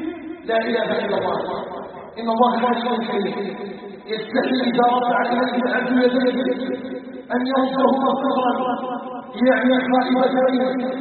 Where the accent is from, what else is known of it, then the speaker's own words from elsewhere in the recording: Algeria; اللهم اجعل بلدنا الجزائر بلدنا امنا مطمئنا